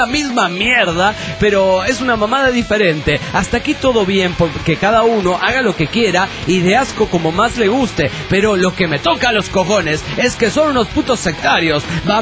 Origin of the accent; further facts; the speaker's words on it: Chaco, Argentina; now in Logroño, Spain; Yo soy del Chaco, República Argentina originalmente, y vivo en Logroño. Y hasta hace poco estudiaba en Salamanca.